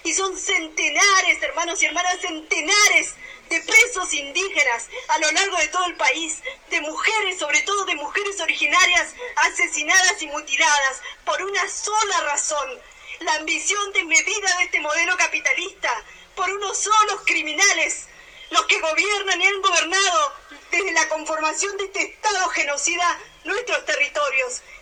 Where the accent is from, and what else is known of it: Chubut, Argentina